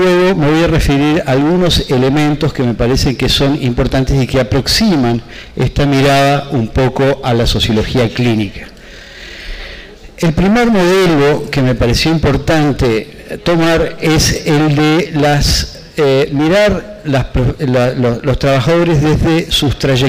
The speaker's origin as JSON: {"language": "Spanish", "country": "Uruguay", "said": "un mundo que no conocía, pero que creía que conocía como uruguayo, pero que había pasado demasiados años afuera."}